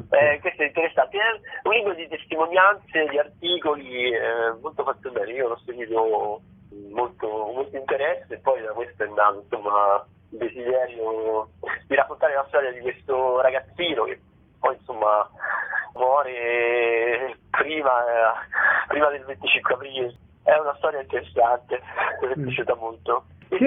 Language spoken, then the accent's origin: Italian; Rome, Lazio, Italy; l'ho messo in scena io che sono romano